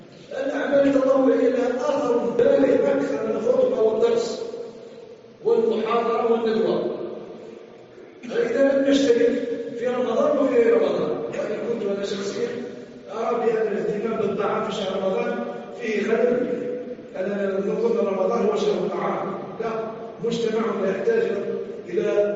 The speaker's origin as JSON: {"language": "Arabic", "country": "Algeria", "said": "عندنا في الجزائر"}